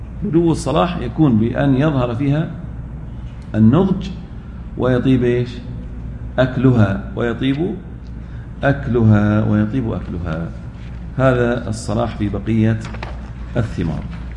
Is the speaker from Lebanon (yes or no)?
no; Al-Ahsa, Eastern Province, Saudi Arabia; مثل بعض الرطب عندنا في الأحساء